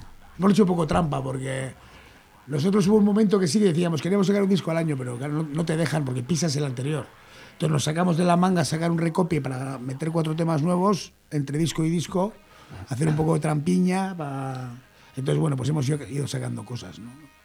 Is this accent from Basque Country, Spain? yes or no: yes; Bilbao, Basque Country, Spain; nosotros somos de Bilbo y pues, los que tienen nuestra edad siendo de Bilbo han tenido que currárselo mucho.